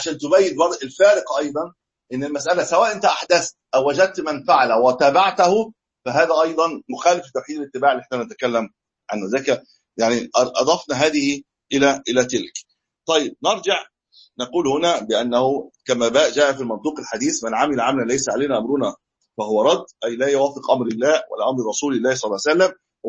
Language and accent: Arabic; Egypt; الناس بقى لها 300 سنه عندنا في مصر 300 700 سنه بيحتفل بالمولد النبوي